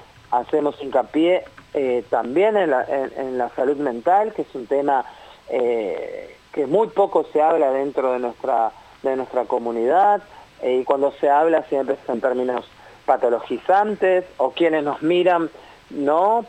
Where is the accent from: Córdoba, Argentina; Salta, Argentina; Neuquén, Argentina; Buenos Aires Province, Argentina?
Buenos Aires Province, Argentina; pero somos bonaerenses, entonces también nuestro documento y nuestras consignas tienen que ver con lo que vivimos en nuestro territorio